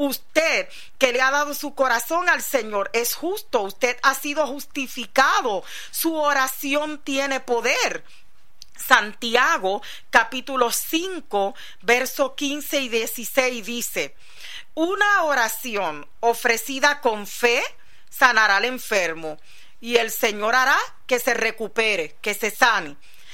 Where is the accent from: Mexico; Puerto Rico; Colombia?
Puerto Rico; Nosotros que venimos desde la isla de Puerto Rico, que estamos rodeados por agua por todos lados